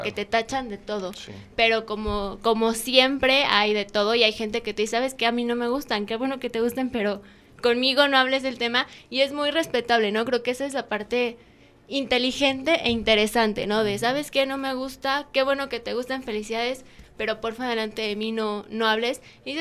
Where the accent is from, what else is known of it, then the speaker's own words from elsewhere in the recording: Huamantla, Tlaxcala, Mexico; pero pues somos los mismos de Huamantla los que dejamos que haya esos cambios